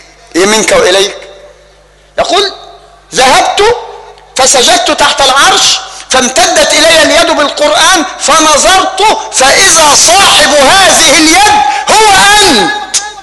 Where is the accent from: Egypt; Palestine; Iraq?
Egypt; بل وصل الأمر حتى لا نبتعد ويطول بنا الأمر إلى بلدنا مصر